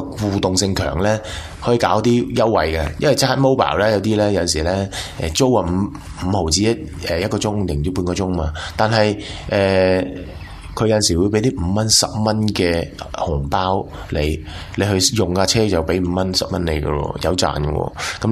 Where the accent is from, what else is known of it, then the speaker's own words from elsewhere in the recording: Hong Kong; 我系啊，我香港嚟嘅。